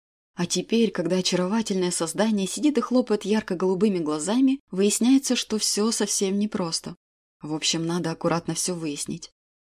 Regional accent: Moscow, Russia; я тот редкий москвич, кто с огромным удовольствием лишний раз посмотрит на храм Василия Блаженного, несмотря на то, что в детстве меня постоянно сюда таскали.

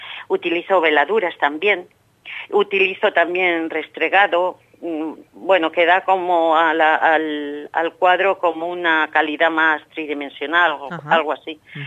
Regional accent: Gallegos de Hornija, Castile and León, Spain; moved away as an adult; now in Madrid, Spain; Yo llevo muchos años en Madrid, pero nací y viví toda mi niñez y toda parte de mi juventud, hasta los 20 años quizás, en un pueblo muy pequeñito de la provincia de Valladolid, se llama Gallegos de Urnija.

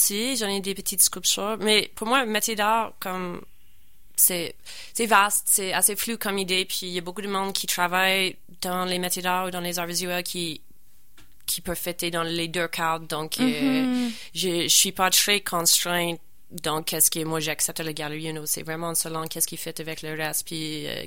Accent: Nova Scotia, Canada; Je prends une petite pause pour retourner chez nous, au Nouvelle-Écosse, vers le début de janvier.

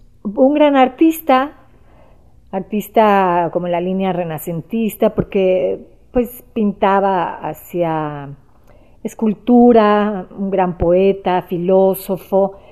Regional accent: Mexico; born there; nací aquí en México

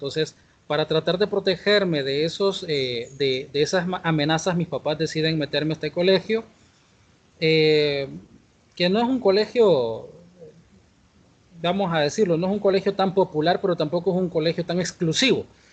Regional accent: San Salvador, El Salvador; Mi experiencia de escuela fue en el pueblo de donde soy originario, que estoy a 20 minutos de la capital, de San Salvador. Eso es al

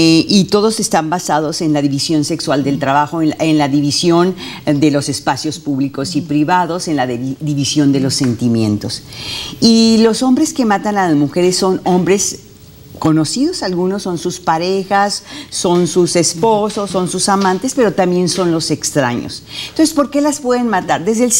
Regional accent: Mexico; lo que está pasando en mi país, en México

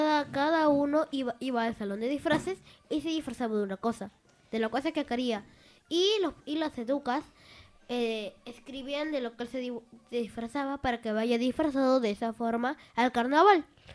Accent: Peru; vengo de Perú y estoy en La Gusantina.

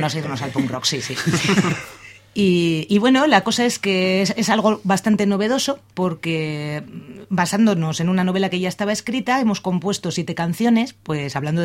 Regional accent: Basque Country, Spain; somos una gente de Ezkerraldea y de Bilbo

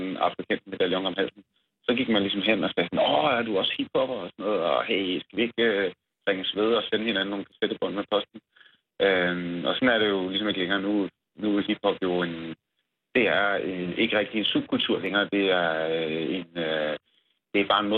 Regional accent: North Denmark Region, Denmark; jeg er vokset op i det mørkeste Nordjylland, i en lille provinsby

